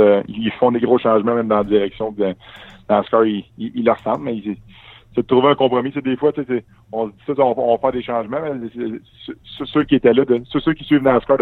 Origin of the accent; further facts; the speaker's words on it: Quebec, Canada; en tant que Québécois, on veut pas